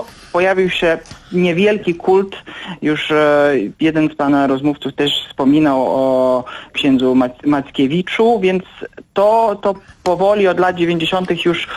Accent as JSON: {"language": "Polish", "country": "Lithuania", "said": "ja jako Litwin, który uważa, że stosunki polsko-litewskie są już na dobrej drodze od wielu, wielu lat"}